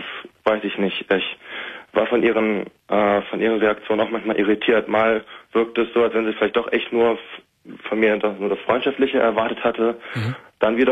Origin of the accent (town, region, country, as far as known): Hanover, Lower Saxony, Germany; now in Bielefeld, Germany